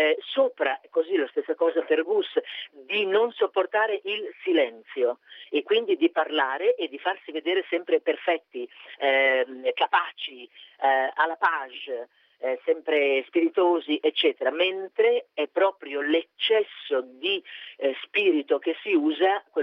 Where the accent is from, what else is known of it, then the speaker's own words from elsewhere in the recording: Milan, Lombardy, Italy; io l'ho interpretato con quelli che sono i miei caratteri, diciamo così, regionali, cioè io sono milanese